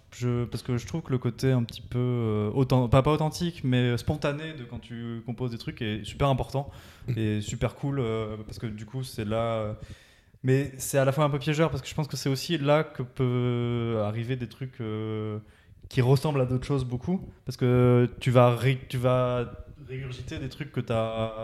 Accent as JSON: {"language": "French", "town": "Montpellier", "region": "Occitanie", "country": "France", "lives_now": "Toulouse, France", "said": "Je suis un peu un néo-toulousain, moi. On est un petit peu arrivé en même temps avec Vincent à Toulouse, parce que nous, de base, on est de Montpellier, et on s'est exilé à Toulouse"}